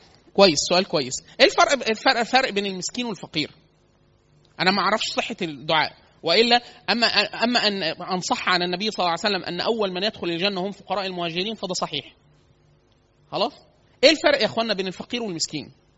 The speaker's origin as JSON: {"language": "Arabic", "region": "Upper Egypt", "country": "Egypt", "said": "إحنا عندنا في الصعيد كتير سوق الخضار، فسوق كبيرة جدا"}